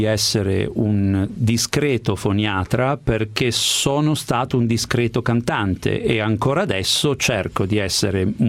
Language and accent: Italian; Genoa, Liguria, Italy; Effettivamente sono nato e cresciuto a Genova.